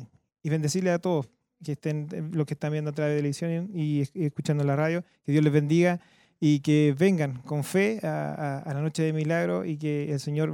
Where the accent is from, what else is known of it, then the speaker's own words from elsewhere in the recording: Bulnes, Ñuble, Chile; Nosotros venimos de Bulnes, de justo que se está abriendo en Bulnes